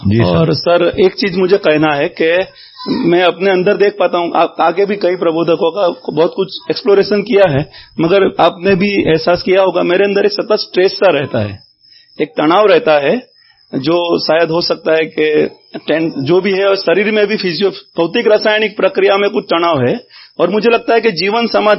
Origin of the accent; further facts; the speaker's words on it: Surat, Gujarat, India; मैं सूरत से आया हूँ